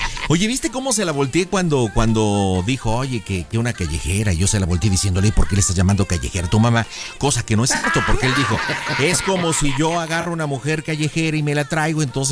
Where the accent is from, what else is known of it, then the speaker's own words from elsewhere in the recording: Jalisco, Mexico; moved away; Yo soy de Jalisco, hace muchos años vine por acá